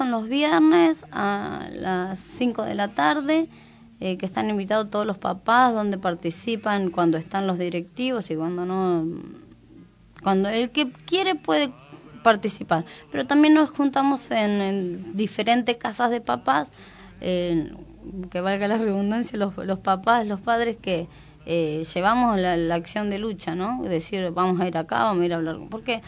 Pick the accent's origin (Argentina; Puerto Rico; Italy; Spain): Argentina; González Catán, Buenos Aires Province; now in Moreno, Argentina; porque me crié en La Matanza, soy de González Catán, hace 4 años nada más que estoy acá en Moreno